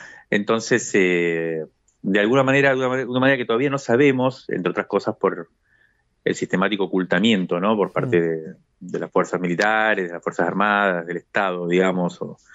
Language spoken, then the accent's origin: Spanish; Cuba; moved away as an adult; now in Argentina; Yo me crié en Cuba durante 18 años y después volví a la Argentina en la década del 90.